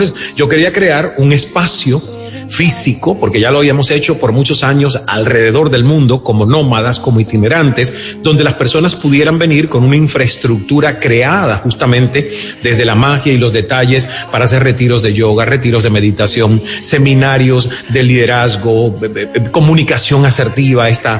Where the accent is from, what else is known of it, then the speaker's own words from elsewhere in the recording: Cuba; moved away as an adult; yo salí de Cuba a los 29 años con esa sed de haber conocido el mundo